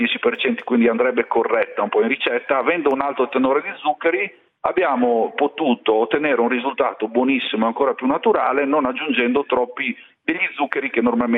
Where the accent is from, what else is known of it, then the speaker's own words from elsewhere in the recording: Friuli-Venezia Giulia, Italy; io sono friulano, dalle mie parti si è sempre chiamata fragola